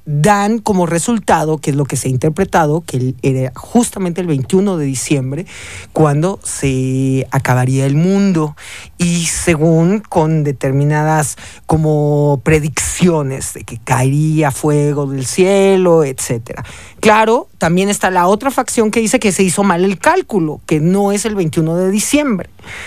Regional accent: Mexico; como buenos mexicanos sabes que nos burlamos de todo, ¿no?

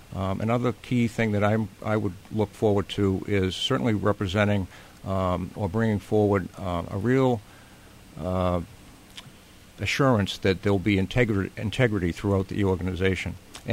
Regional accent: Billerica, Massachusetts, United States; And I'd want to mirror that coming over from Concord to work in my hometown.

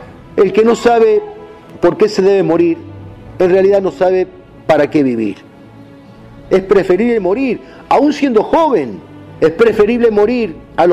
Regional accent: Argentina; Como católicos y argentinos y como hispanoamericanos, nos sentimos orgullosos de esta gesta.

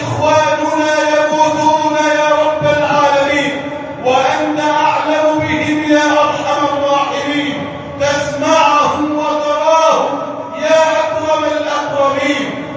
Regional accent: Egypt; يا ربنا احفظ بلدنا مصر واجعلها بلدا امنا امانا

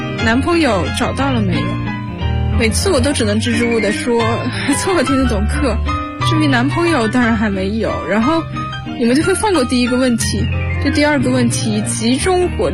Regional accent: Xiamen, Fujian, China; now in Nanjing, China; 来自福建厦门。我在南京大学，距离我的家乡851公里。

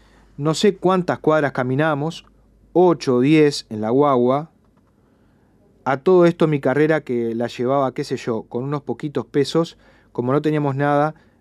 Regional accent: Cuba; le digo inmediatamente que soy estudiante al jefe de la policía, que soy cubano, que estamos en un congreso.

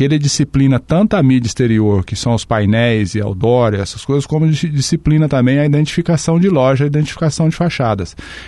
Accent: São Paulo, Brazil; also born or lived in Londrina; now in Foz do Iguaçu, Brazil; Eu sou paulista, né, do interior do estado de São Paulo, aí vim para o Paraná, para Londrina em 1984. Em 1988 vim para Foz do Iguaçu

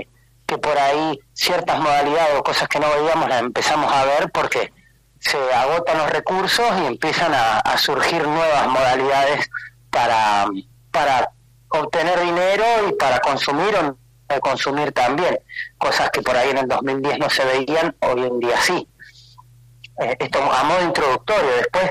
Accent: Buenos Aires, Argentina; yo soy oriundo de Buenos Aires, yo trabajé en comunidades terapéuticas allá y vine en el año 2010.

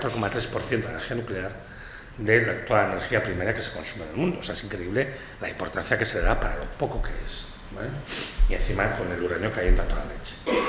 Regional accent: Catalonia, Spain; como yo vengo de Cataluña

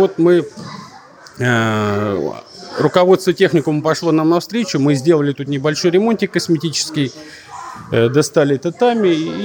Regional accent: Mozhaysk, Moscow Oblast, Russia; born there; now in Bryansk, Russia; Я родился в Можайске, ну, с 80-го года здесь живу, уже 40 лет.

